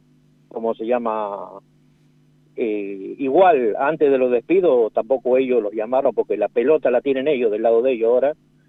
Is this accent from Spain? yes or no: no; San Luis, Argentina; yo soy de San Luis, y conozco gente, familiares míos